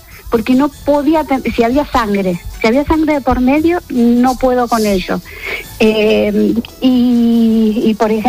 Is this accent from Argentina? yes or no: yes; Argentina; yo soy de Argentina